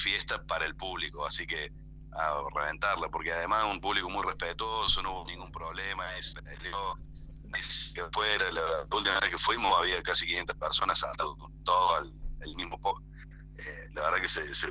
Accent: Río Cuarto, Córdoba, Argentina; Nosotros tenemos un circuito chico acá en el sur de la provincia de Córdoba, que nosotros somos de Río Cuarto.

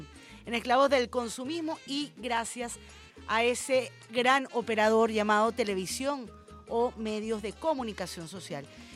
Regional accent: Venezuela; con los consumistas que somos los venezolanos

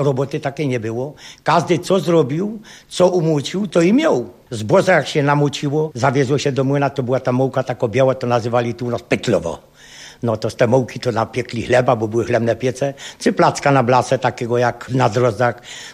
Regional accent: Brzyna, Lesser Poland, Poland; Pochodzę ze wsi Brzyna, no ale jestem strasznie związany z tą Łowicą temu.

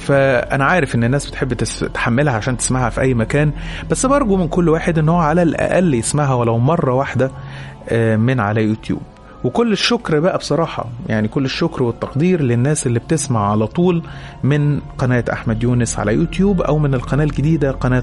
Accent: Aswan, Aswan Governorate, Egypt; now in Cairo, Egypt; أنا من أسوان ولكني عايش مع أهلي في القاهرة.

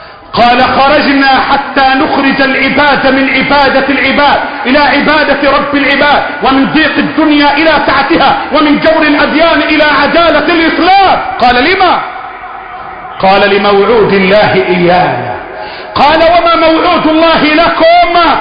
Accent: Egypt; اللهم احفظ بلدنا مصر

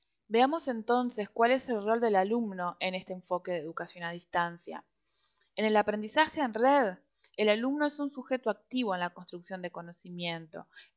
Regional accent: Uruguay; yo soy de Uruguay, soy socióloga, tengo 27 años

